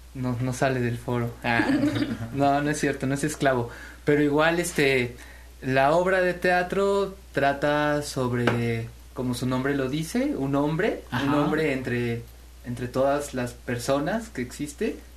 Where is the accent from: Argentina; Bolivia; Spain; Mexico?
Mexico; Xalapa, Veracruz; Solamente 2 compañeros somos de Jalapa.